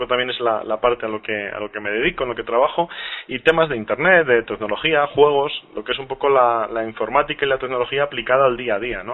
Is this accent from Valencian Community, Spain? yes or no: no; Candeleda, Castile and León, Spain; Pues más o menos del centro hacia el oeste, hacia más cerca de Portugal, digamos, en la provincia de Ávila, un pueblecito que se llama Candeleda.